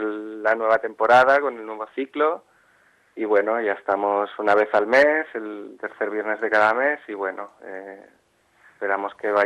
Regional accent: Mollet del Vallès, Catalonia, Spain; un local cultural aquí en Mollet, en mi pueblo.

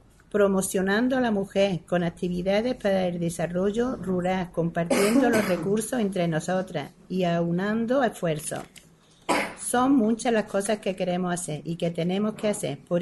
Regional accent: Archidona, Andalusia, Spain; Le doy las gracias por estar aquí en mi pueblo.

